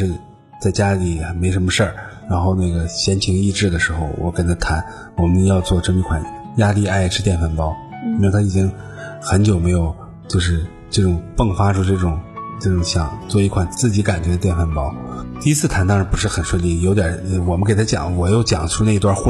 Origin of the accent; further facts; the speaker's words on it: China; 其实是我们中国人也有匠人精神。